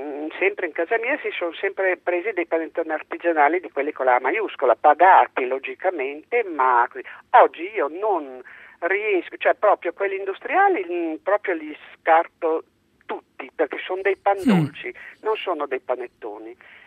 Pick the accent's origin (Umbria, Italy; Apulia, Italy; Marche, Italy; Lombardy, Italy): Lombardy, Italy; now in Parma, Italy; Io sono, abito a Parma ma sono lombarda, e un po' per l'età